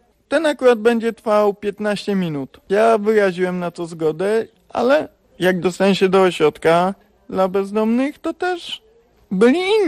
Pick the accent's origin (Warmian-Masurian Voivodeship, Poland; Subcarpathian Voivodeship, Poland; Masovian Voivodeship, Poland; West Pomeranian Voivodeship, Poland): West Pomeranian Voivodeship, Poland; Szczecin; mam 35 lat i pochodzę ze Szczecina.